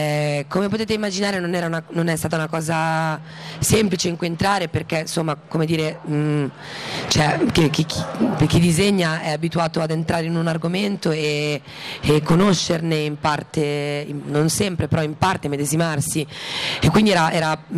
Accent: Cinisello Balsamo, Lombardy, Italy; io sono di Cinisello Balsamo, e a Cinisello Balsamo sono nata in via Martiri Palestinesi

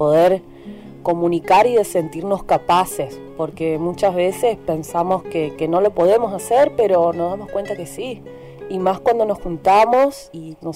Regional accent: Goya, Corrientes, Argentina; soy de Goya Corrientes

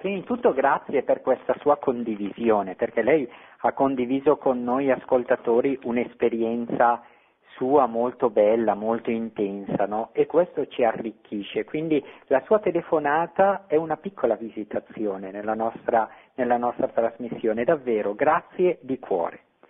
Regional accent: Bariano, Lombardy, Italy; io sono originario di Bariano in provincia di Bergamo, insieme alla mia parrocchia d'origine

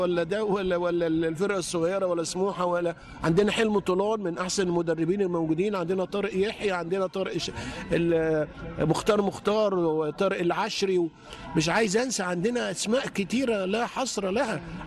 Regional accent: Egypt; احنا عندنا في مصر كان زمان كان عندنا واحد ولا اتنين بكتير خالص

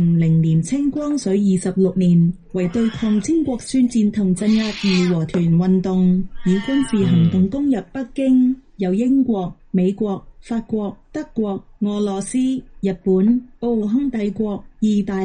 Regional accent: Hong Kong; 就係我哋香港人太依靠政治領袖幫我哋做曬所有嘢，唔諗自己做到咩。

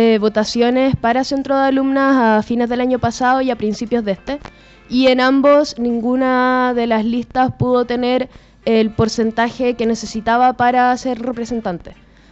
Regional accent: Puente Alto, Santiago Metropolitan Region, Chile; Sí, soy de Puente Alto, nací aquí. Pero estudio en Providencia, en el Liceo 7 de Providencia, un liceo municipal. Estoy en cuarto medio, llevo 6 años en el liceo, llegué en séptimo básico.

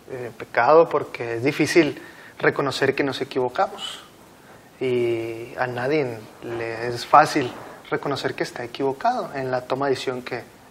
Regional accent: Nuevo León, Mexico; Soy estudiante de la Facultad de Teología y originario del estado de Nuevo León.

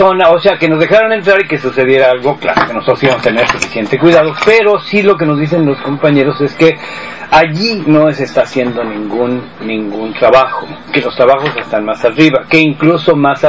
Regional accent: Mexico; yo soy de México.

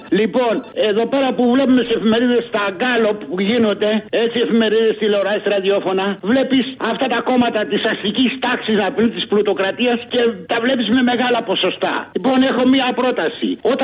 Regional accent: Aigaleo, Attica, Greece; από το Εγάλεο.

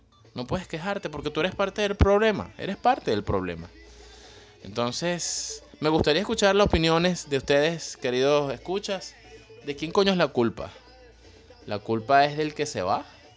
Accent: Venezuela; A veces me da vergüenza decir que soy venezolano, de verdad, les digo.

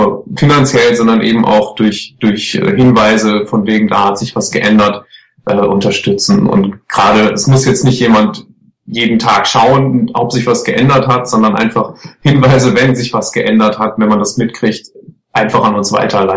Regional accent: North Rhine-Westphalia, Germany; Das Ruhrgebiet ist und bleibt meine Heimat und das wird sich auch nicht ändern. Ich bin einfach froh, aus dieser Region, aus Nordrhein-Westfalen zu kommen

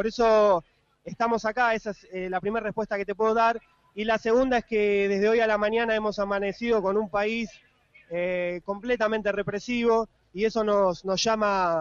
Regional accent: Argentina; nos convoca a estar unidos, nosotros principalmente como argentinos

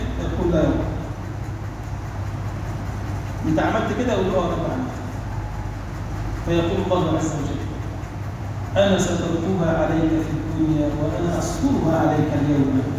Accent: Egypt; اللهم اجعل بلدنا مصر بلدا امنا مطمئنا

